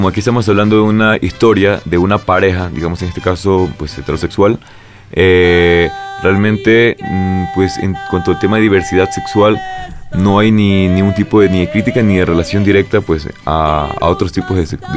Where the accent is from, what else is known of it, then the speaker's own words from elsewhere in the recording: Ecuador; now in Mexico; Yo soy ecuatoriano, tengo poco tiempo aquí en México. Yo ya vengo pues con 9 años de carrera actoral allá en mi país.